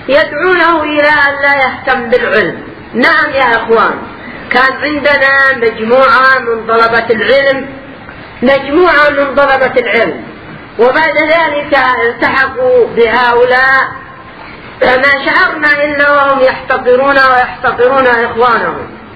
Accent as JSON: {"language": "Arabic", "country": "Yemen", "said": "عندنا في اليمن"}